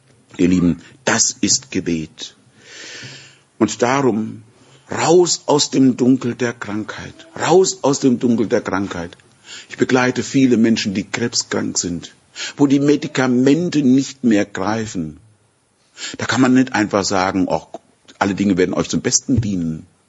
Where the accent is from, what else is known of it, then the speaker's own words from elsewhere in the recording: Würzburg, Bavaria, Germany; born there; So wie ich über in Würzburg, in meiner Geburtsstadt, über die alte Mainbrücke gehen kann